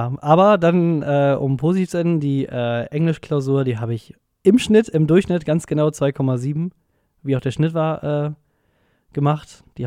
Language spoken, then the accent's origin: German; North Rhine-Westphalia, Germany; ich komme halt ja aus Nordrhein-Westfalen und da haben wir den WDR.